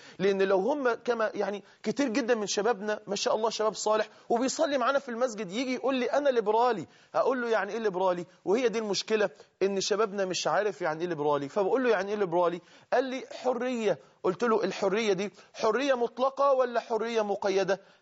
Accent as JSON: {"language": "Arabic", "country": "Egypt", "said": "اللي احنا بنسميها عندنا كده في اللغة الدارجة عندنا في مصر"}